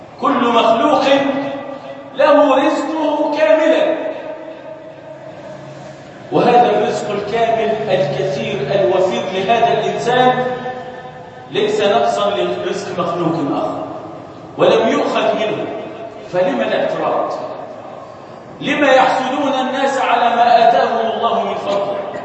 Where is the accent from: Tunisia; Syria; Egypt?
Egypt; أصلح هذا بلدنا مصر وسائر بلاد